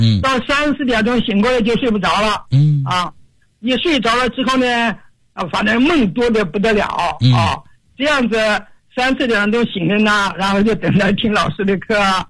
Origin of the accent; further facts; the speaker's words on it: Foshan, Guangdong, China; 我来自广东佛山，今年已经84周岁了。